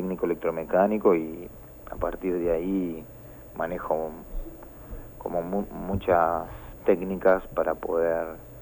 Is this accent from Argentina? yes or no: yes; Argentina; Somos argentinos, ¿no?